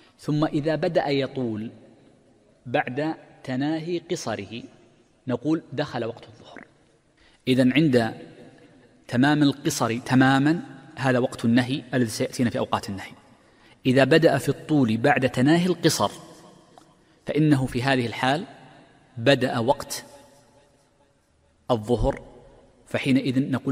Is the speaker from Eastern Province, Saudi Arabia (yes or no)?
no; Mecca, Makkah Province, Saudi Arabia; وغالبا عندنا في مكة وفي الحجاز وفي المملكة كلها